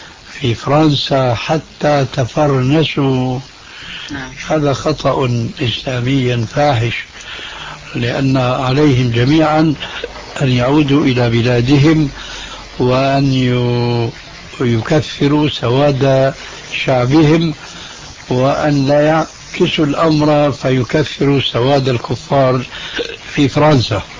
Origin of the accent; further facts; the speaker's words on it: Syria; عندنا في سوريا